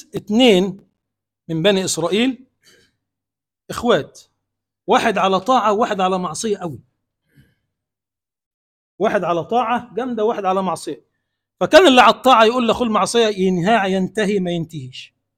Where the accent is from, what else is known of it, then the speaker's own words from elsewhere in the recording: Egypt; اللهم اجعل بلدنا مصر بلدا آمنا مطمئنا سخاء رخاء